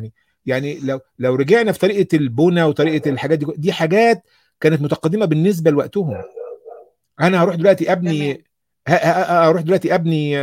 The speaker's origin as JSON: {"language": "Arabic", "country": "Egypt", "said": "الكلام ده إحنا نتفخر به ك ك ك كمصريين إن في حاجات كتيرة جدا بدأت من عندنا"}